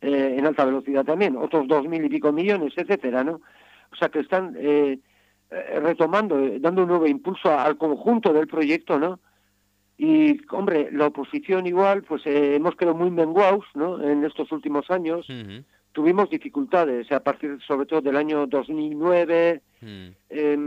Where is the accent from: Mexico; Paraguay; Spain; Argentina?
Spain; San Sebastián, Basque Country; Yo, por ejemplo, soy de Donosti, uh-huh, con el tema del metro que nos quieren construir en la ciudad